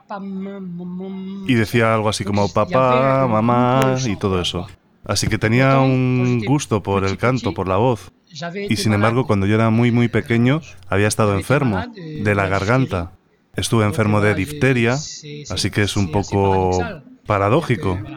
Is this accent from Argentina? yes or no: no; Réunion; Yo soy de La Reunión, de la Isla de La Reunión, donde se toca el maloya.